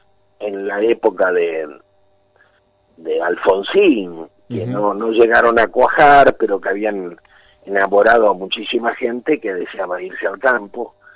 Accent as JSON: {"language": "Spanish", "country": "Sweden", "lives_now": "Argentina", "said": "Yo me vine de Suecia a 50 kilómetros de Buenos Aires, cuando el pueblo donde yo vivo era casi una aldea semi-rural."}